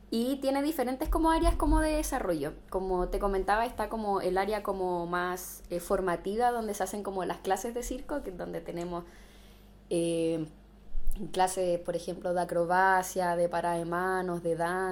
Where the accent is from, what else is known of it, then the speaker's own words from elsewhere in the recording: Santiago, Santiago Metropolitan, Chile; yo soy de Santiago, vine de paso por aquí por Coyhaique